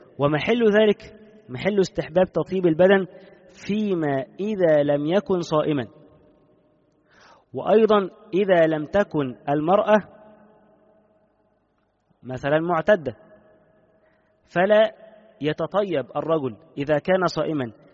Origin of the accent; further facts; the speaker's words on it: Egypt; خصوصا حتى عندنا في مصر هنا